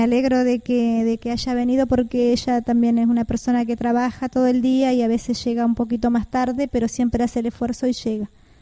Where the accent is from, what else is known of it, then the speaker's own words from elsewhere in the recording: Argentina; representar nuestro país que es la Argentina, como argentinos.